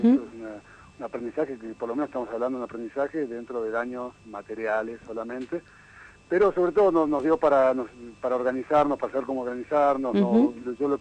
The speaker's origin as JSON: {"language": "Spanish", "region": "Buenos Aires", "country": "Argentina", "tie": "born there", "lives_now": "Tilcara, Argentina", "said": "Yo hace 15 años que vivo en Tilcara, la verdad soy porteño de nacimiento"}